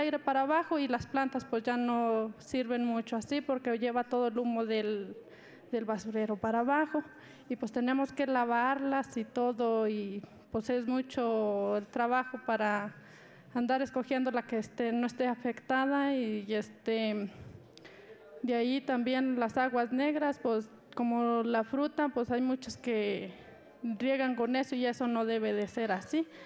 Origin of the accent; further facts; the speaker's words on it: Catorce, San Luis Potosí, Mexico; Yo vengo de la comunidad de Los 14.